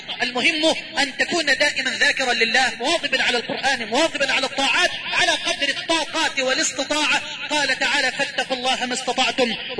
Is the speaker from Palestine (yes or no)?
no; Egypt; واجعل بلدنا مصر أمنا أمانا سخاء رخاء